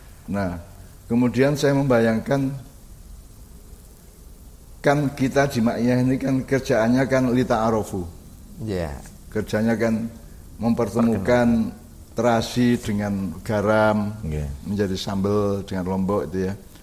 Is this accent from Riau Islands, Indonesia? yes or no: no; Menturo, East Java, Indonesia; Jadi saya orang Menturo ya, sekeluarga orang Menturo, Sumombito, Jombang.